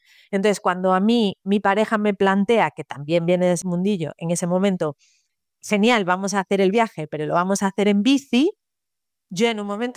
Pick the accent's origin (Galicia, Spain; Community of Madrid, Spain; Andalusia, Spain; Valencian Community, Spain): Galicia, Spain; A Coruña; A ver, yo soy de aquí de Coruña, de toda la vida. Yo estudié aquí la carrera, o sea, como que me quedé aquí.